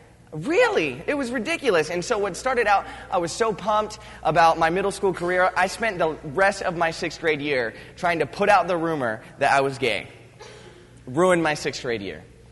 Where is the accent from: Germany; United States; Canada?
United States; Virginia Beach, Virginia; but I'm from Virginia Beach. I don't know how many of you guys know that. I'm from Virginia Beach. I've spent a lot of time on beaches